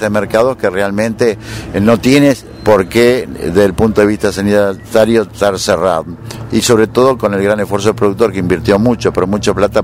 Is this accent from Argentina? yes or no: yes; Argentina; lo dije con humildad de criollo y de hombre de campo, pero como argentino